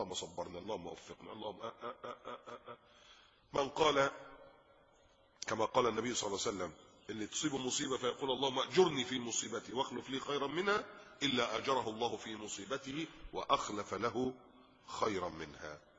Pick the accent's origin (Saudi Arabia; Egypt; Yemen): Egypt; now in Qatar; الحمد لله انتم ما عندكوش الكلام ده من فضل الله هنا في قطر. عندنا في مصر بقى انصب شادر.